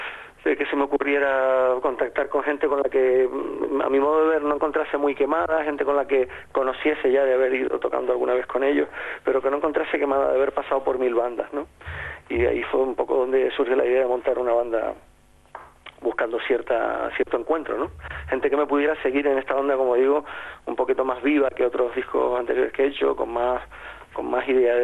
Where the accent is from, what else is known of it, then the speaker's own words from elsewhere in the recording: Las Palmas de Gran Canaria, Canary Islands, Spain; moved away as an adult; now in Tenerife, Spain; yo llevo como 30 años viviendo en Tenerife, pero nací en Las Palmas de Gran Canaria.